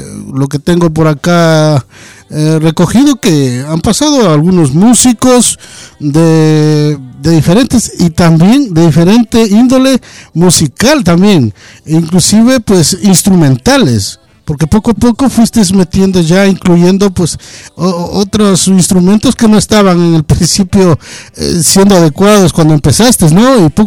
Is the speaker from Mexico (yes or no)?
no; Ecuador; moved away; Pues, a ver, yo soy de Ecuador. Yo estoy por acá muchos años